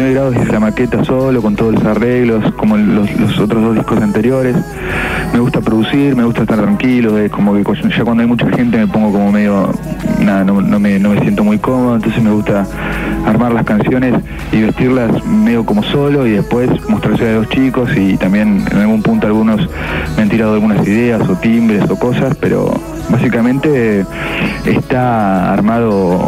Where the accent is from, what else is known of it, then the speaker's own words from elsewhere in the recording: Patagonia, Argentina; now in Buenos Aires, Argentina; soy patagónico, o sea, eso no se me va a ir nunca. Yo soy